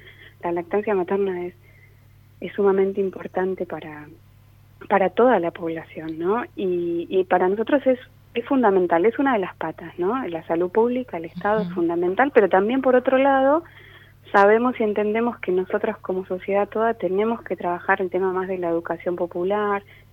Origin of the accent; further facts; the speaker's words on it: Entre Ríos, Argentina; yo trabajo en un hospital en Entre Ríos. Nosotros uh-huh. venimos de Entre Ríos.